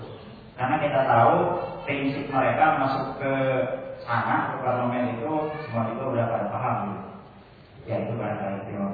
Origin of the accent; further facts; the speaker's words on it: Garut, West Java, Indonesia; saya dari Garut.